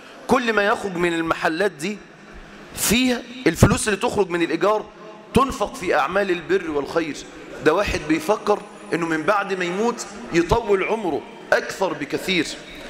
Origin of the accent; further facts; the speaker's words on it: Egypt; إحنا من أهل مصر كأهل مصر